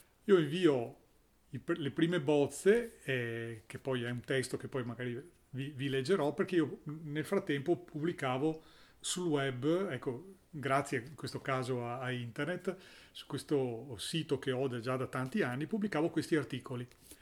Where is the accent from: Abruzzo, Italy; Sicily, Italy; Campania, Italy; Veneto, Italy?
Veneto, Italy; Venice; Allora, da buon veneziano, 54 è un numero che sì, mi dice tante cose